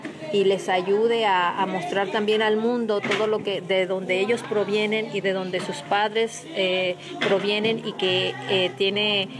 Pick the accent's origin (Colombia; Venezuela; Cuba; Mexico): Mexico; que nosotros tenemos como mexicanos tanta riqueza para enseñarles a ellos